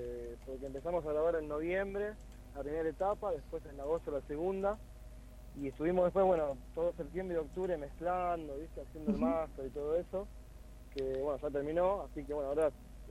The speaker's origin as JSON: {"language": "Spanish", "town": "Lago Puelo", "region": "Chubut", "country": "Argentina", "tie": "born or raised there", "moved": "as an adult", "lives_now": "Buenos Aires, Argentina", "said": "Yo soy de Lago Puelo."}